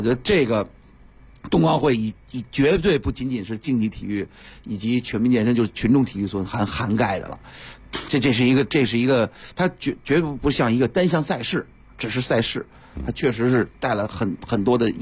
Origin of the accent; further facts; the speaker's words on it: Beijing, China; 这个确实缩短了我们北京人的至少北京人的生活圈